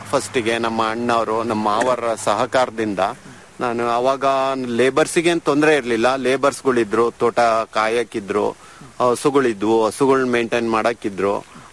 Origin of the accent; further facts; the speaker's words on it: Somashettahalli, Karnataka, India; ನಮ್ಮ ಪ್ರಾಪರ್ ಬಂದ್ಬಿಟ್ಟು ಚನ್ನಗಿರಿ ತಾಲೂಕು ಸೋಮಶೆಟ್ಟಹಳ್ಳಿ.